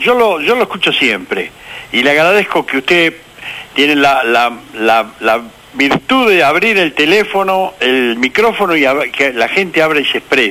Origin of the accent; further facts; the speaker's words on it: Lugo, Galicia, Spain; Pero no, yo soy gallego, yo soy de Lugo.